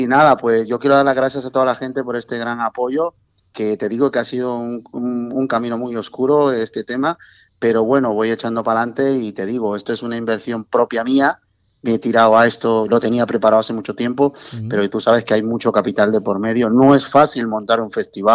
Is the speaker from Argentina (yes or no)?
no; Mexico; now in Spain; yo soy mexicano, en realidad. Mexicano. Llevo aquí viviendo muchos años, llevo 41 años viviendo en España